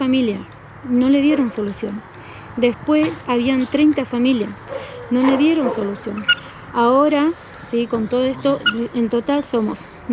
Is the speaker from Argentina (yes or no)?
yes; Argentina; Somos argentinos, vivimos en Argentina, merecemos una tierra.